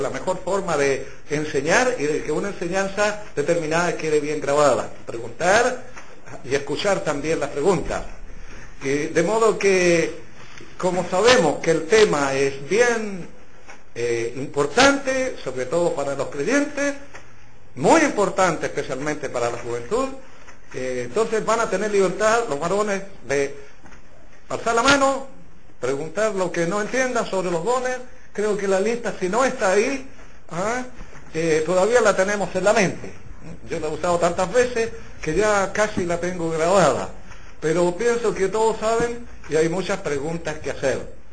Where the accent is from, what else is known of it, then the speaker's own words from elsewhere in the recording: Chile; como buenos chilenos, siempre dejamos todo para el final